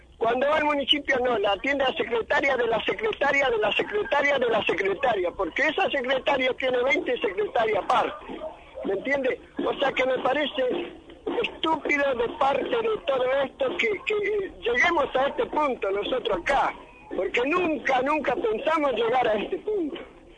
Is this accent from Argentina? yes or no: yes; Argentina; Somos argentinos y tenemos derecho.